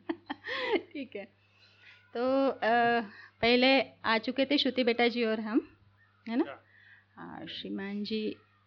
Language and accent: Hindi; Chhindwara, Madhya Pradesh, India; मुझे यहाँ 5 साल हुए और छिंदवाड़ा जिले के रहने वाले हैं।